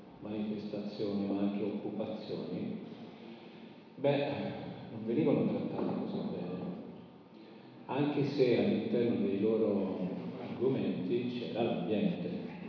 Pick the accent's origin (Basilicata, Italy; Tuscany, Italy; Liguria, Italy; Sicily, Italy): Sicily, Italy; Comiso; sono originario della Sicilia, di Comiso, provincia di Ragusa.